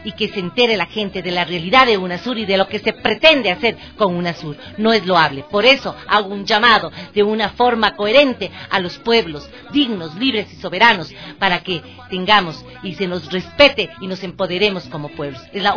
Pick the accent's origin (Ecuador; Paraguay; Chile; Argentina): Ecuador; como ecuatorianos